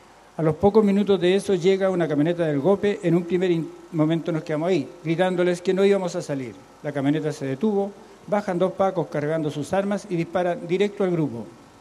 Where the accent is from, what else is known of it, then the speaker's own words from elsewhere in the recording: Chile; aun cuando soy chileno